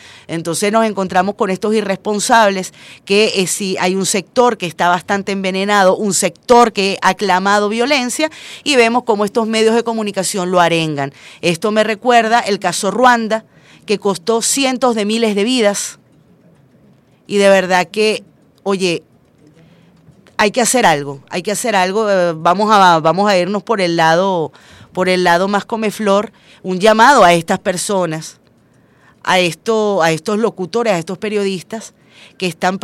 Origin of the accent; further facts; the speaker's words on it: Venezuela; a los que somos chavistas nos deshumanizan, no somos personas, no somos venezolanos